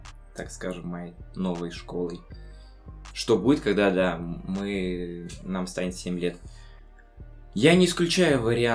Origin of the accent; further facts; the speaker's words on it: Dushanbe, Tajikistan; moved away; also born or lived in Yelabuga, Russia; Родился в Душанбе, Средняя Азия. Воспитывал папа, мама, полная семья у нас, брат-двойняшка, Тимур и старшая сестра.